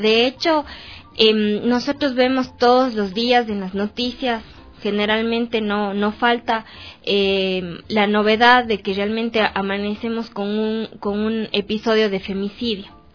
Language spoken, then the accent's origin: Spanish; Cuenca, Azuay, Ecuador; mi acento me delata y Daide también ya les contó que yo soy de Cuenca.